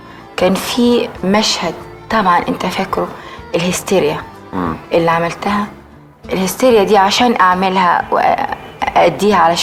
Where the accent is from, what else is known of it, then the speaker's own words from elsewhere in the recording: Egypt; وحست ان انا موجوده عندهم وانا من مصر.